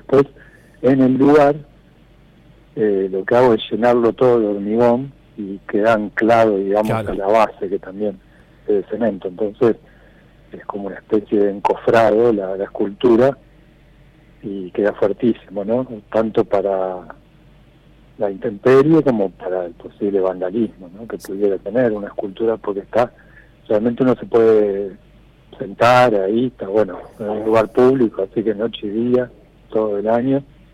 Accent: Villa Gesell, Buenos Aires Province, Argentina; yo desde los 2-3 años más o menos vino mi familia para acá

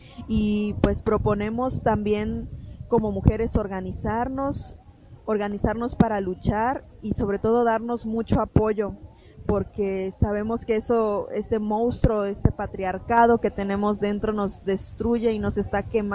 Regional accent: Sinanché, Yucatán, Mexico; soy de México, de Yucatán, mi comunidad se llama Sinanché, estamos en la costa de Yucatán.

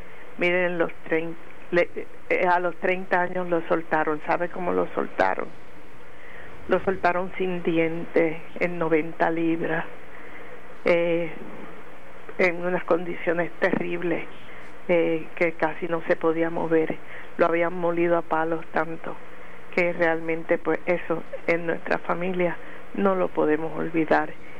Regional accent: San Germán, Puerto Rico; Y yo soy de San Germán

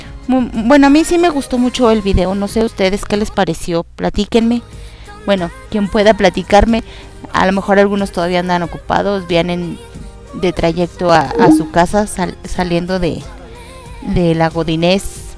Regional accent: Mexico; Dios, hacen que uno como mexicana se traume.

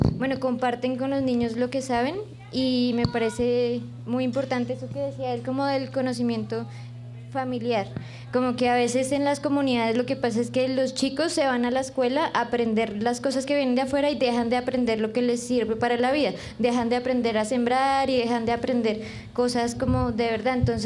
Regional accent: Silvania, Cundinamarca, Colombia; vengo de Silvania.

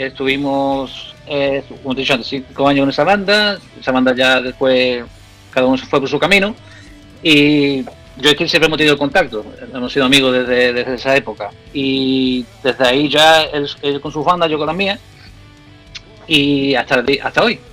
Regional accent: Andalusia, Spain; accent: Andalusian; Te puedo hablar como decimos aquí, en andaluz, y después te hablo en inglés

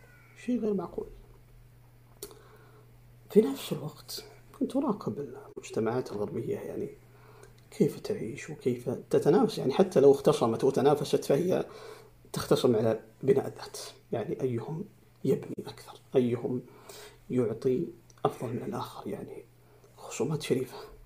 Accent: Saudi Arabia; نحن كمجتمع سعودي عربي مسلم

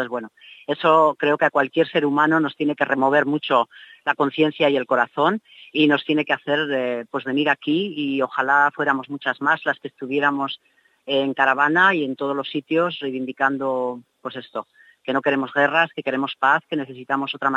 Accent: Basque Country, Spain; Las que venimos de Euskal Herria, además, sabemos que allí se fabrica mucho material bélico

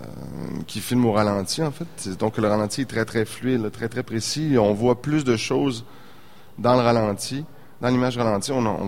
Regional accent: Saint-Félicien, Quebec, Canada; Moi, je suis originaire de Saint-Félicien. J'ai grandi, donc, à Saint-Félicien, l'autodrome de Saint-Félicien. Donc, j'ai grandi dans cet univers-là.

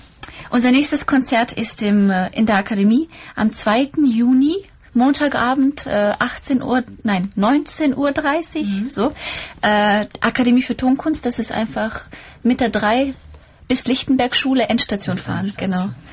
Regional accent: Bosnia & Herzegovina; now in Germany; Ich komme ja aus Bosnien und Herzegowina.

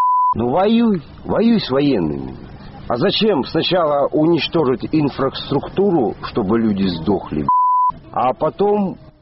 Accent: Russia; Я, конечно, я болею за Россию, я россиянин.

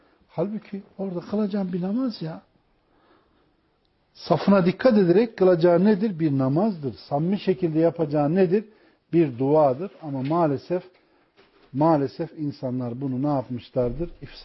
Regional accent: Ilgın, Konya, Turkey; benim memleketim Konya mesela. Ilgınlıyız biz.

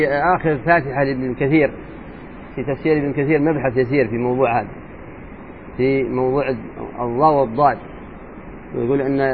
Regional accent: Hadhramaut, Yemen; الأشياء صعبة عندنا في حضرموت

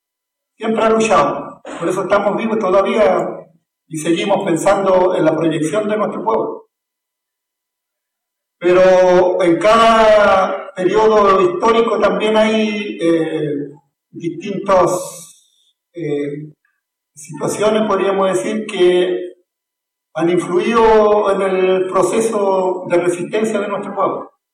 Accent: Arauco, Biobío, Chile; nosotros aquí andamos con algunos Emilamuen, venimos del territorio de Yungyeo, más conocido por la zona de Arauco.

